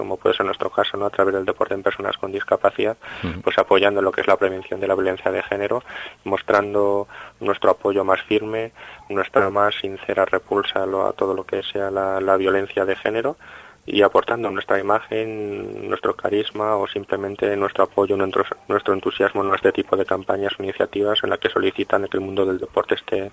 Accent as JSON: {"language": "Spanish", "town": "Salamanca", "region": "Castile and León", "country": "Spain", "said": "es otro motivo más de estar orgulloso como salmantino"}